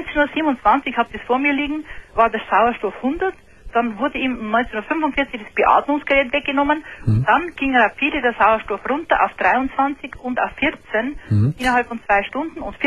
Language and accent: German; Bavaria, Germany; Ich bin aus Bayern.